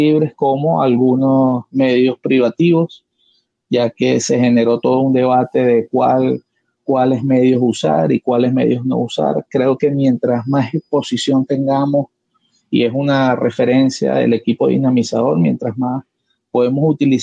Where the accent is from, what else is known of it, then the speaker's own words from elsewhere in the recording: Caracas, Capital District, Venezuela; soy de Caracas, Venezuela